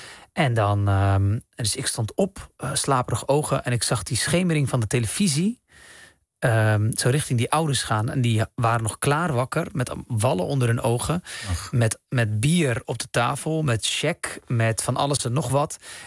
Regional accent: Rotterdam, South Holland, Netherlands; born there; Ik dacht, oh, dat heeft te maken met dat ik Marokkaanse roots heb of zo. Ik ben in Rotterdam geboren. Of dat ik islamitisch ben of zo.

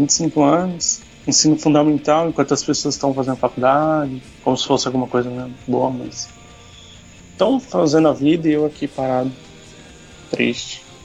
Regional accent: São Paulo, Brazil; born there; now in São Vicente, Brazil; São Vicente. Mas nasci em São Paulo, né? Capital.

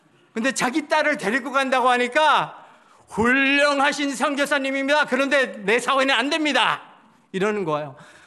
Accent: Toronto, Ontario, Canada; moved away; 캘리포니아에 돌아가지 않고 제 고향은 토론토거든요. 토론토로 가지 말고 한국에 나와라는

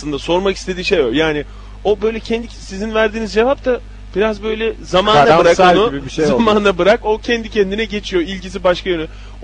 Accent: Konya, Turkey; De Konyalıyım diyerek gittim. Ben de Konyalıyım.

